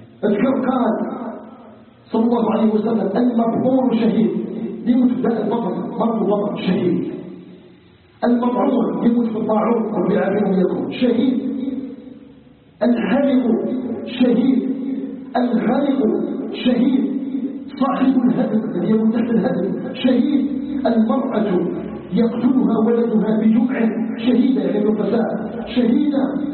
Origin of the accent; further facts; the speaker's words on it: Algeria; وان يجعل بلدنا الجزائر بلدا امنا مطمئنا